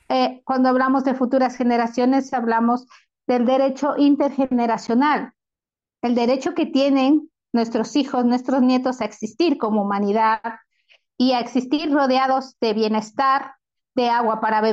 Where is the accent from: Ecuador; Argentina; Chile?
Ecuador; Ya se ha incorporado en la Constitución de Ecuador, que es de donde yo vengo